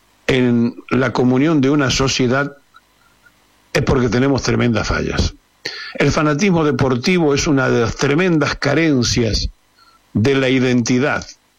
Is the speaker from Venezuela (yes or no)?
no; Argentina; ¿Cómo puede ser que siendo todos argentinos nos fragmentemos y nos dividamos como nación